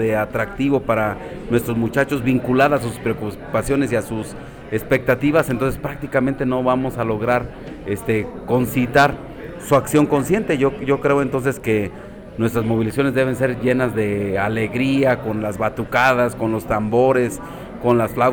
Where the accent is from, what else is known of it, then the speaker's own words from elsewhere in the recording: Mexico; que como ciudadanos mexicanos tenemos nuestra obligación de atender para nuestras jóvenes generaciones